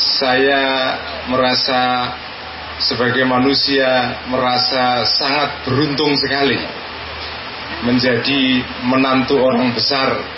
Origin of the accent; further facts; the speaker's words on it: Central Java, Indonesia; Dan sebagai warga Jawa Tengah, kita juga merasa bangga karena di tanah Jawa Tengah ini kita punya dua tokoh